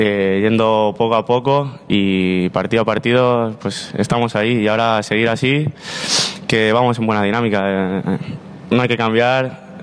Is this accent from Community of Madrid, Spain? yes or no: no; Mislata, Valencian Community, Spain; Pues yo empecé en el Mislata, en el equipo de mi pueblo, y estuve ahí 7-8 años, hasta llegar a cadete.